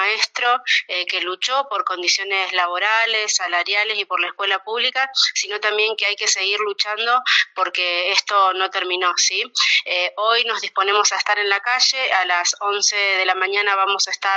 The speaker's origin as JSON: {"language": "Spanish", "town": "Plotier", "region": "Neuquén", "country": "Argentina", "said": "Yo soy de Plotier, que está a 15 kilómetros de Neuquén."}